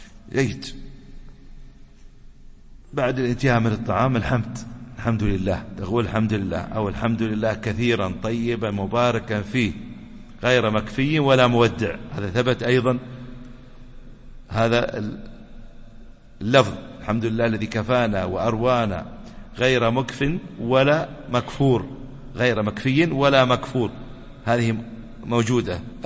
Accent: United Arab Emirates; ويحفظ بلادنا الإمارات

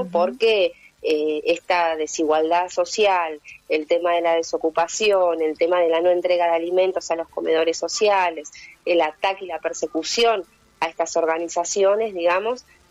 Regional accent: Pilar, Buenos Aires Province, Argentina; cuando uno dice soy de Pilar, tenés que aclarar que sos del Pilar pobre, ¿no?

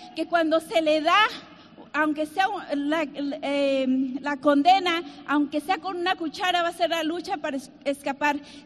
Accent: Mexico; born there; yo nací en México en una familia de nueve hermanos, imagínate, muy numerosa.

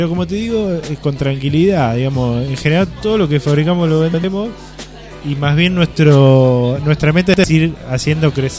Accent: Castelar, Buenos Aires Province, Argentina; nosotros somos todo de Castelar

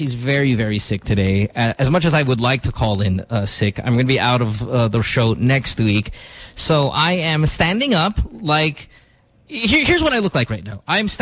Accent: Philippines; You know, being Filipino, and one of our greatest qualities is our hospitality, right?

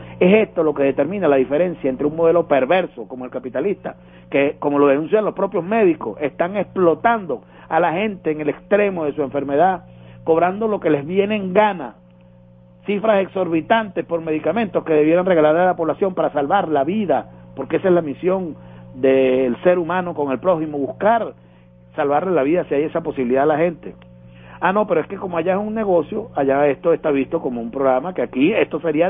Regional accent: Venezuela; el hombre que nos está representando como venezolanas y venezolanos

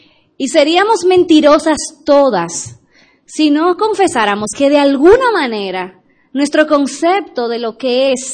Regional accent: Dominican Republic; recuérdense que yo soy dominicana. Extiéndanme gracia.

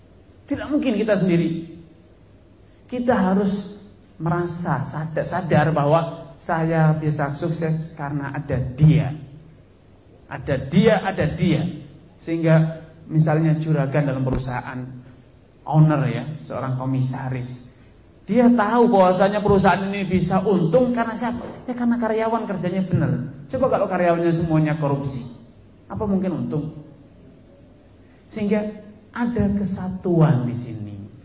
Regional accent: West Nusa Tenggara, Indonesia; moved away; dia saya orang Lombok. Tapi kan kita ada kesamaan, perantau, pendatang

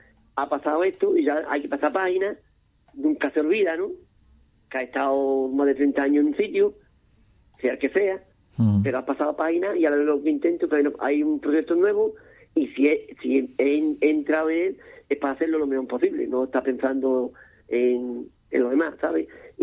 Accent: Cádiz, Andalusia, Spain; la soy aquí de Cádiz

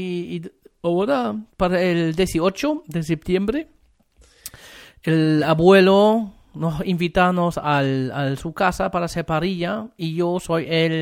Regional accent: Germany; Spanish is a second language; now in Chile; Soy alemán y normalmente la gente dice aquí en Chile, los alemanes no saben hacer asado.

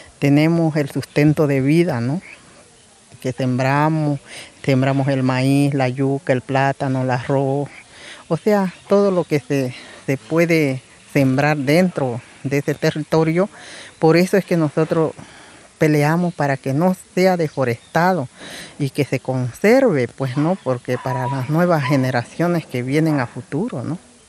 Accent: San Miguel de Velasco, Santa Cruz, Bolivia; Soy del departamento de Santa Cruz, del pueblo chiquitano y de la comunidad Potrero Aguilar del municipio de San Miguel de Velasco.

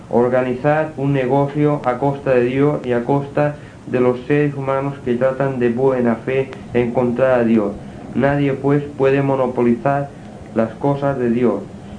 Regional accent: Inca, Balearic Islands, Spain; now in Palma, Spain; soy mallorquín, natural de Inca, un pueblo en el centro de la isla de Mallorca. Desde muy joven vivo en Palma de Mallorca.

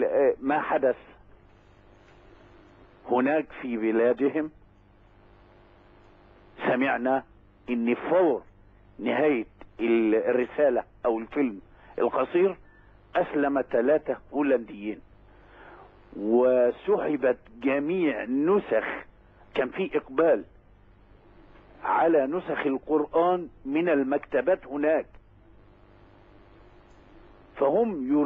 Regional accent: Damouh, Dakahlia, Egypt; بالأصالة عن نفسي وعن أهل قريتنا الحبيبة دموه مسقط رأس شيخنا الجليل

